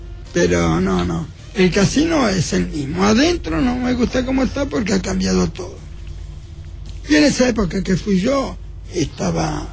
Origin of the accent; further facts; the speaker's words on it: Buenos Aires, Argentina; Y yo soy de Flores. Flores, después de la Valle, era el barrio que tenía más cine.